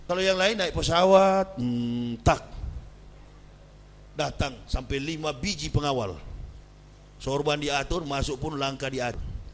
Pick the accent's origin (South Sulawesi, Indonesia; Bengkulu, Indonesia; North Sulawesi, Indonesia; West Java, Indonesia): North Sulawesi, Indonesia; Manado; saya orang Manado.